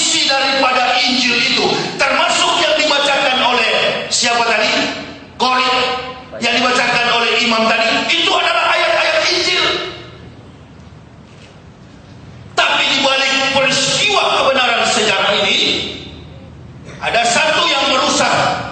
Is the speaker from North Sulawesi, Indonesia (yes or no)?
yes; Manado, North Sulawesi, Indonesia; saya orang Manado.